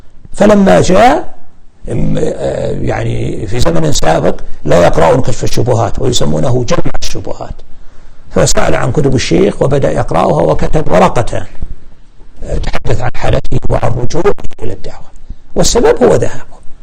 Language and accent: Arabic; Al-Qassim, Saudi Arabia; عندنا في القصيم ما عندنا سادات ولا عندنا مقابر ولا عندنا قباب على القبور أبدا